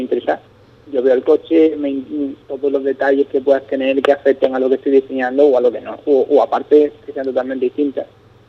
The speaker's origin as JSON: {"language": "Spanish", "country": "Spain", "said": "son pilotos españoles y como español, pues uno tiene ese sentimiento"}